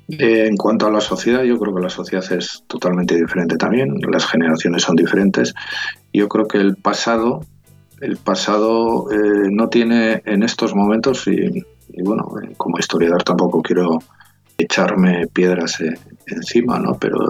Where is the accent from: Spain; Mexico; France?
Spain; Basque Country; Estamos en el mismo territorio, somos vascos